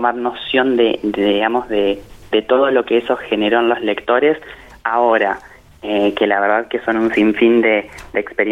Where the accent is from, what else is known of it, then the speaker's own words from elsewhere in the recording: General Acha, La Pampa, Argentina; una abuela de acá de la localidad de donde soy oriundo, de General Hacha